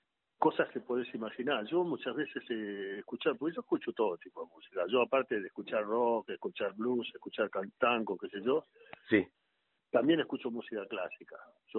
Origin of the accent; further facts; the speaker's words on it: Argentina; Yo soy argentino.